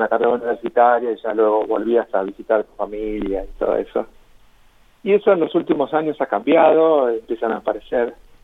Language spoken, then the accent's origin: Spanish; Ingeniero Luiggi, La Pampa, Argentina; moved away as an adult; Sí, sí. Soy el pampeano de Ingeniero Luigi.